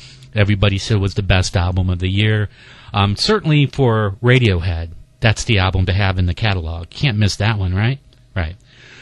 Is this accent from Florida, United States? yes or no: no; Ohio, United States; Growing up near Cleveland, I had no chance but to avoid … I couldn't. It's everywhere. Growing up around here in northeastern Ohio.